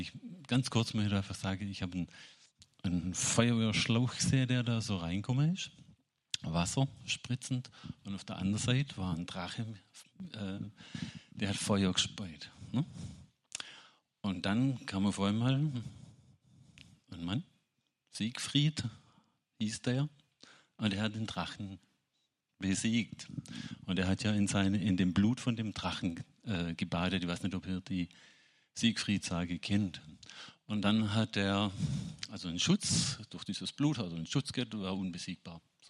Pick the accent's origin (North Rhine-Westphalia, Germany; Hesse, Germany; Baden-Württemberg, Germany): Baden-Württemberg, Germany; Ich bin auch Schwabe.